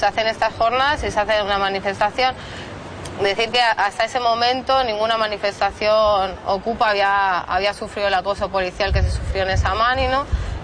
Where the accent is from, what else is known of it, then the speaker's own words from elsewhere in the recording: L'Hospitalet de Llobregat, Catalonia, Spain; de Hospitalet, que es una ciudad tocando con Barcelona.